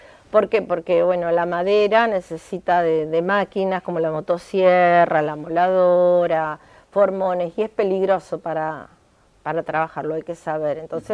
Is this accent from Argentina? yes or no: yes; Buenos Aires, Argentina; born there; now in Cañuelas, Argentina; si bien yo nací en Capital Federal, pero yo estoy viviendo en Cañuelas y este es mi lugar en el mundo en este momento.